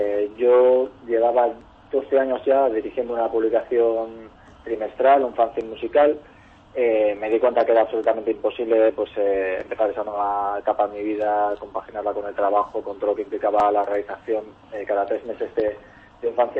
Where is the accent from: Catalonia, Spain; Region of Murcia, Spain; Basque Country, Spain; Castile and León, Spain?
Basque Country, Spain; Bilbao; Somos de Bilbao, pero somos unos bilbaínos un poco así como extraños, porque el bilbaíno, el concepto de bilbaíno es que es muy orgulloso de donde es, de la ciudad, de tal. Y nosotros somos muy orgullosos de nuestro barrio y luego de Bilbao.